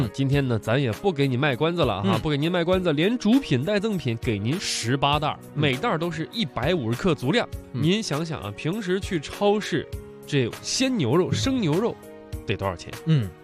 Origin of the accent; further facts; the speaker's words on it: Hohhot, Inner Mongolia, China; 我确实啊，我是呼和浩特长大的，西蒙离我们那儿开车2小时。